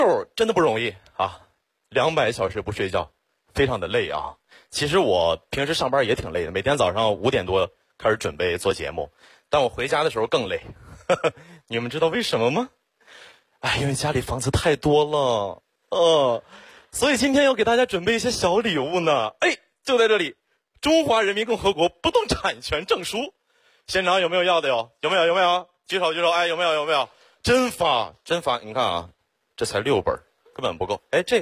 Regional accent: Xiong'an, Hebei, China; 土生土长的雄安人，从小在那长大。

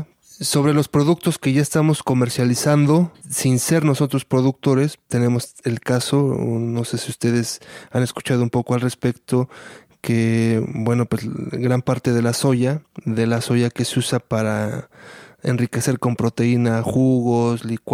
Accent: Mexico; se está transgrediendo todo esto de nuestro devenir como sociedad mexicana, como hijos del maíz

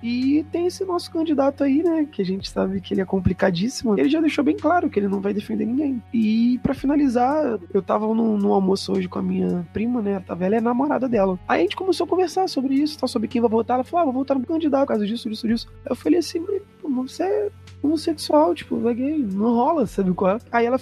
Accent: Rio de Janeiro, Brazil; Eu vim da Baixada, né? Do Rio de Janeiro, de comunidade.

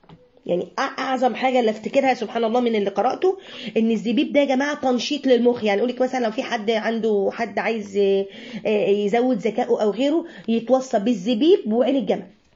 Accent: Alexandria, Alexandria Governorate, Egypt; اول مرة اشوفها وانا صغيرة جدا جدا في اسكندرية

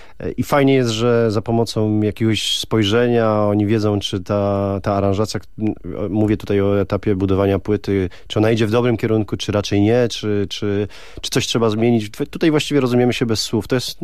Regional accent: Ślesin, Greater Poland Voivodeship, Poland; miasta, z którego się wywodzę, czyli ze Ślesina. To małe miasteczko, ale bardzo piękne i cudowne.

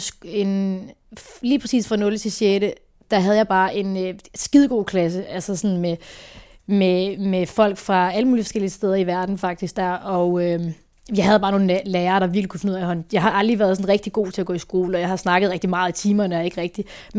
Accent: Herning, Central Denmark Region, Denmark; now in Aarhus, Denmark; der flyttede jeg lige til Aarhus, jeg kommer fra Herning af, så i mellemtiden flyttede jeg til Aarhus.

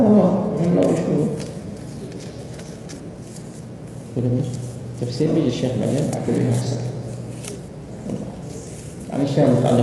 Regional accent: Hijaz, Saudi Arabia; عندنا في السعودية

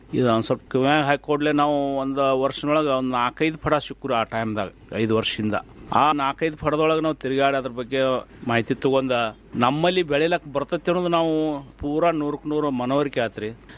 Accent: Ratnapur, Karnataka, India; ನಮ್ಮ ಊರು ರತ್ನಾಪುರ ತಾಲೂಕು ತಿಕೋಟ ಜಿಲ್ಲಾ ಬಿಜಾಪುರದವ್ರು ನಾವು.

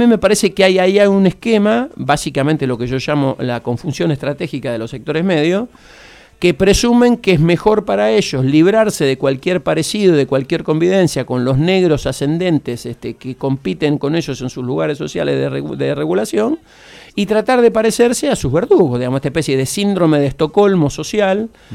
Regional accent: Santa Fe, Argentina; Yo soy de Santa Fe

